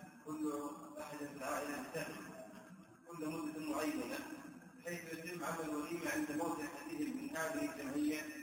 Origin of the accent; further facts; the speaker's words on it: Jordan; إن الفاضل عندنا في الأردن في بعض المناطق